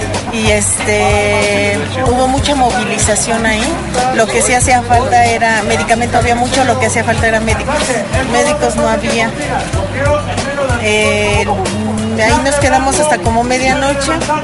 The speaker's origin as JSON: {"language": "Spanish", "town": "Azcapotzalco", "region": "Mexico City", "country": "Mexico", "said": "yo soy de aquí del distrito, de Azcapotzalco. El 85 yo lo viví, estaba muy joven, yo creo que tendría unos 15 años."}